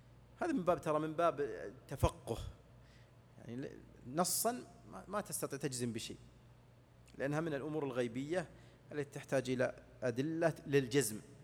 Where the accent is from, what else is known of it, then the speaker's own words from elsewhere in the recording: Saudi Arabia; مثل الآن عندنا في السعودية الآن أيام مضت